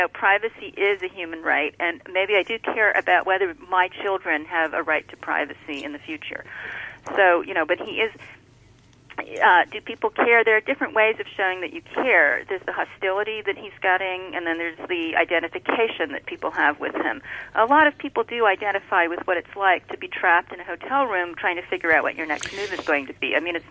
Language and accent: English; United States; Maybe that's because I'm an American.